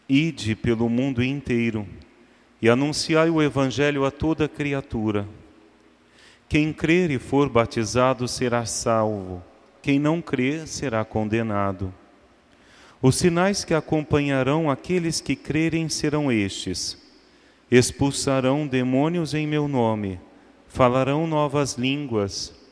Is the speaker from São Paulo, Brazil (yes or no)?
yes; Franca, São Paulo, Brazil; moved away as an adult; now in Rio de Janeiro, Brazil; sou do interior de São Paulo, mas já há 22 anos vim para o Rio de Janeiro, quando decidi entrar para o seminário, quando havia ainda 18 anos de idade. Hoje já cheguei aos 40, então eu sou mais carioca, não é, do que francano